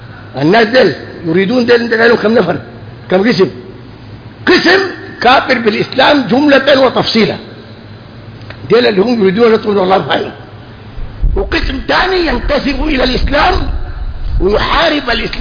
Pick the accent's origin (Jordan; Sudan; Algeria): Sudan; احنا سودانيين وطبعا معكم هنا